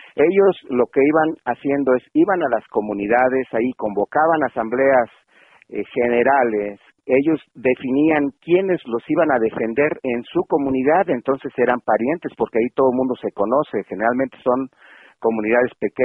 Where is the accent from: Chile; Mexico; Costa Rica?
Mexico; Michoacán; porque somos del estado de Michoacán